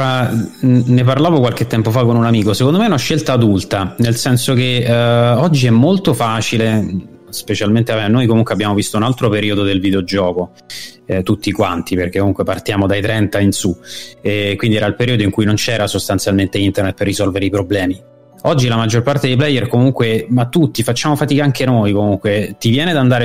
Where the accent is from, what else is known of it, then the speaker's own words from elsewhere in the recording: Ostia, Lazio, Italy; Poi io sono di Ostia, in realtà, di base, per cui nato a Ostia, vissuto lì per un sacco di anni.